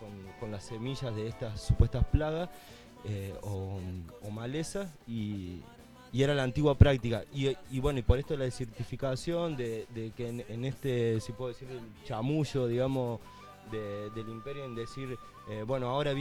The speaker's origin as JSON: {"language": "Spanish", "town": "Ceres", "region": "Santa Fe", "country": "Argentina", "tie": "born there", "said": "en el noroeste de Santa Fe, en la localidad donde nací, en Cere"}